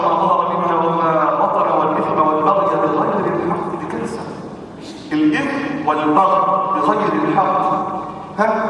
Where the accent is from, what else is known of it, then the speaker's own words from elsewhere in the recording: Damietta, Damietta Governorate, Egypt; عندنا في دمياط كوارث بنحضرها كوارث